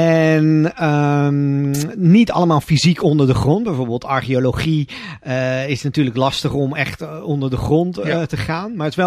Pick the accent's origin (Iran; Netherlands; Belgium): Netherlands; Rotterdam, South Holland; als Rotterdammer dan zijnde. Wat speelt zich af onder die mooiste skyline van Nederland eigenlijk?